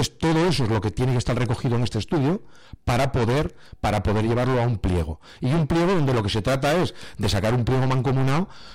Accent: Tudela, Navarre, Spain; así como yo lo he dicho en dos frases que necesito para mi pueblo, en Tudela es mucho más complejo

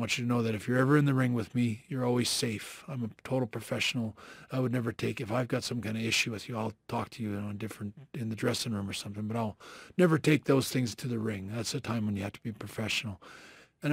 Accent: Canada; me being Canadian

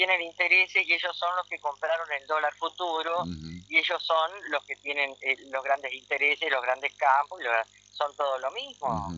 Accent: Argentina; ¿Por qué no tenemos conciencia de quiénes somos los argentinos?

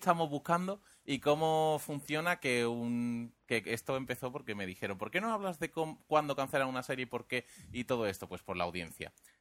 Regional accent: Andalusia, Spain; como somos de cerca de Cádiz, vamos a decir share.

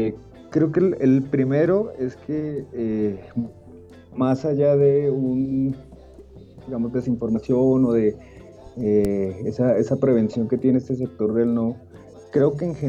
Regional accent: Colombia; como colombianos lo hemos sufrido.

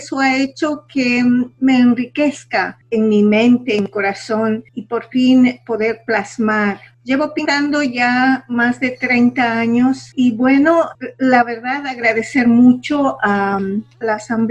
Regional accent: Ecuador; ser una mujer rural de donde vengo

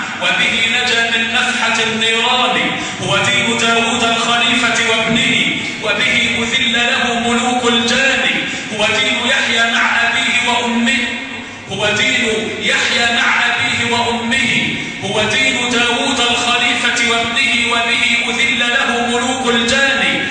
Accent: Egypt; اللهم اجعل بلدنا مصر آمنة مطمئنة وسائر بلاد

